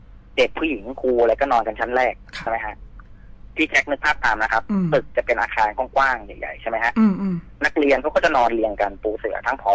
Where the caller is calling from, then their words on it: Sattahip, Chonburi, Thailand; ขอจากสัตหีบชลบุรีครับ